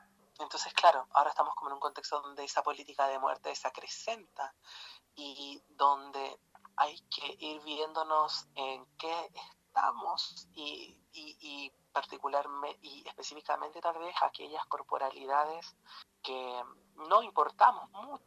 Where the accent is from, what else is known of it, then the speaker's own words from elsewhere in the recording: Illapel, Coquimbo, Chile; moved away as an adult; yo en estos momentos, y desde fines de marzo, me encuentro viviendo en Illapel, que es el pueblo donde yo nací, donde tengo a mi familia y me he criado, y me crié muchos años de mi vida